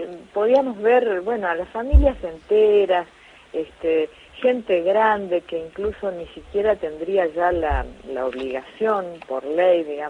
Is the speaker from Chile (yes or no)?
no; Resistencia, Chaco, Argentina; nosotros que somos chaqueños, en mi caso, bueno, soy chaqueña, soy nacida en Resistencia